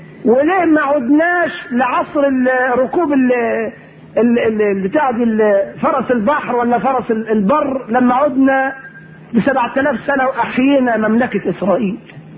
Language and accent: Arabic; Egypt; احنا مصريين اهل نكتة، طبيعتنا كده، الطبيعة المصرية للأسف فيها يعني النكتة كده